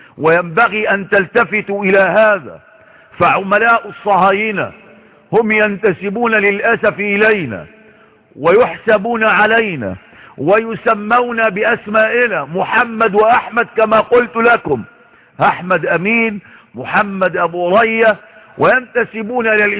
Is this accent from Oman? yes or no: no; Egypt; وما أكثر الكتباء والكتاب والمفكرين في بلدنا مصر